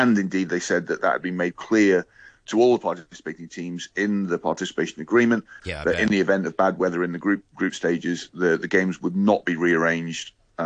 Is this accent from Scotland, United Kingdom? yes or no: yes; Scotland, United Kingdom; now in Hong Kong; It's obviously, as a Scot, yesterday's result from the Rugby World Cup in Japan was disappointing.